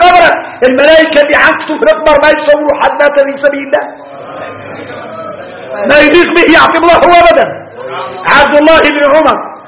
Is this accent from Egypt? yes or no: no; Mauritania; نقولها احنا موريتاني